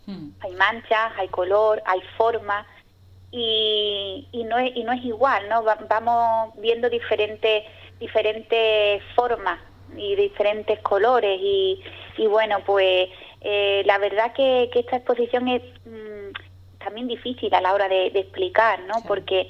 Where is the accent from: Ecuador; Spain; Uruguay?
Spain; Ubrique, Andalusia; ya hacía tiempo que no exponía aquí en mi pueblo, y la verdad que me apetecía el poder expresar y que vieran pues todo lo que estoy haciendo. Y nada, pues me decidí. Y en este mes de noviembre todos los ubriqueños van a poder disfrutar de mi obra.